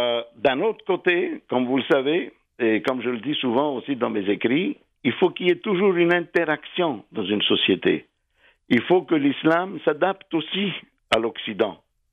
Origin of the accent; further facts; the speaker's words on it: Egypt; Mon pays natal, absolument, toujours.